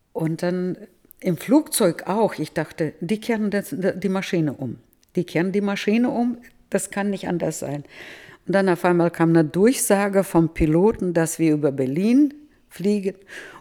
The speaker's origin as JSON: {"language": "German", "town": "Novotroitsk", "region": "Orenburg Oblast", "country": "Russia", "second_language": "German", "lives_now": "Germany", "said": "Und ich komme aus Novotroiz, das sind nur 20 Kilometer Differenz."}